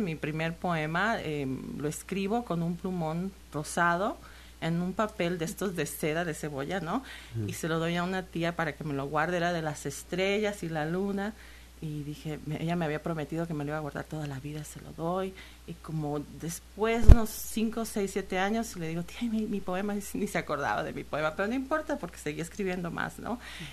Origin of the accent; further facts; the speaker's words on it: Xalapa, Veracruz, Mexico; es una manera de estar en contacto con Jalapa, que es pues mi ciudad de origen y aquí es mi centro de alguna forma.